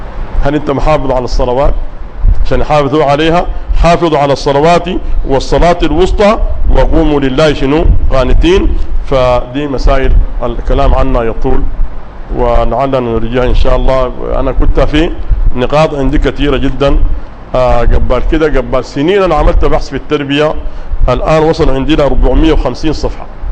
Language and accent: Arabic; Sudan; وقلت لهم الآن عندنا في السودان الابن أول ما تقرب النتائج الناس كلها خايفة